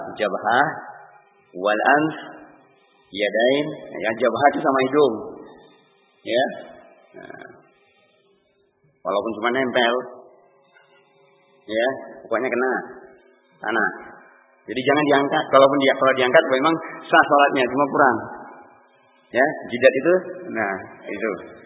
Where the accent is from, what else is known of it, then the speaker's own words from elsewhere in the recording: Sumatra, Indonesia; Kami orang Sumatera dulu dapat kayak gitu.